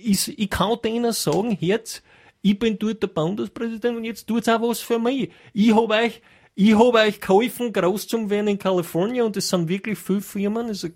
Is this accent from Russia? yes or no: no; Austria